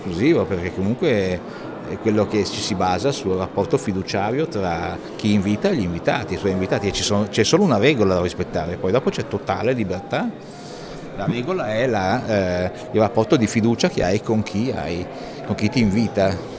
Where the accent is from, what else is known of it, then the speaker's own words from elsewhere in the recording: Milan, Lombardy, Italy; now in Switzerland; Io sto in Svizzera, in Canton Ticino, ma sono milanese